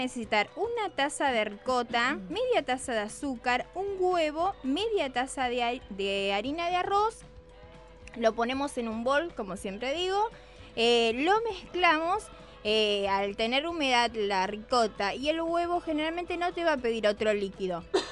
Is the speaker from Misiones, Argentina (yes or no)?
yes; Misiones, Argentina; yo me crié en Misiones, en el campo, entonces era más difícil el acceso a todo